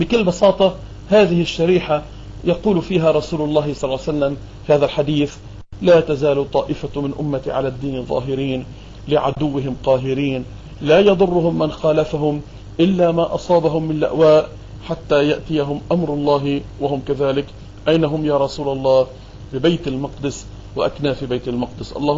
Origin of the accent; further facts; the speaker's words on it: Beirut, Beirut Governorate, Lebanon; لكني 100% ما عندي ولا أي شرش فلسطيني، ولكني أتحدث عن القدس وعن فلسطين أكثر مما أتحدث عن بيروت اللي هي مدينتي وعن لبنان اللي هو بلدي